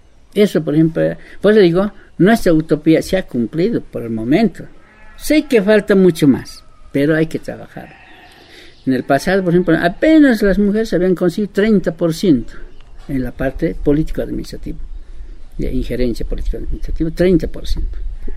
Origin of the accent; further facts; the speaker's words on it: La Paz, Bolivia; Soy del Consejo de Amautas Indígenas del Tahuantín Suyo, de Corea Suyo, Bolivia, La Paz.